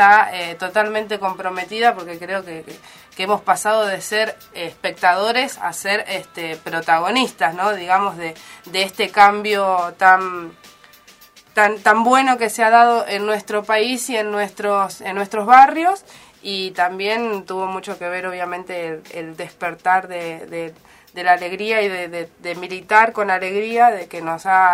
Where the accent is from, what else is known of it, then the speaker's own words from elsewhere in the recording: Solano, Buenos Aires Province, Argentina; sobre todo de la zona de la periferia de Solano, de donde soy yo